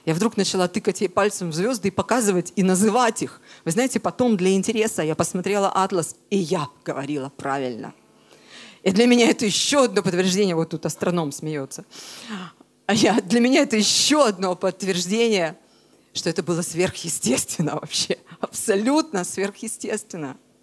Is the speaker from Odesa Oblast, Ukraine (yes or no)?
no; Crimea, Ukraine; moved away as an adult; Я родилась в Крыму. Я в Крыму прожила 26 лет, и с тех пор каждый год я туда ездила, как минимум месяц каждый год я жила в Крыму.